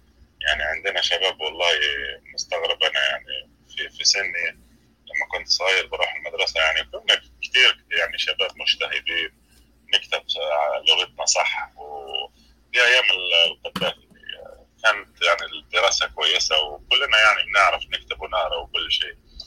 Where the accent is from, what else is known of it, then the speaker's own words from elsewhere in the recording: Libya; انا طبعا مش من مصر، انا من ليبيا.